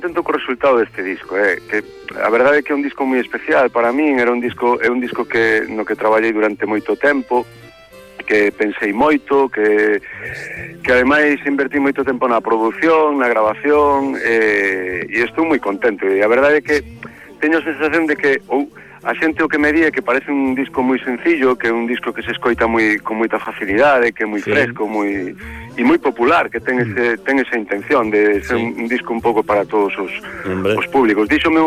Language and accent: Galician; A Coruña, Galicia, Spain; born there; presentei o disco na miña cidade. Eu son coruñés de nacemento